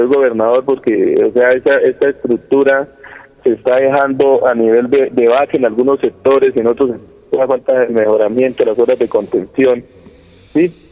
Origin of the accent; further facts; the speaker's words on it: Quebrada Negra, Cundinamarca, Colombia; hijo de Quebrada Negra, soy nacido en Quebrada Negra, criado en Quebrada Negra, y ahora me desempeño como alcalde de este bello municipio.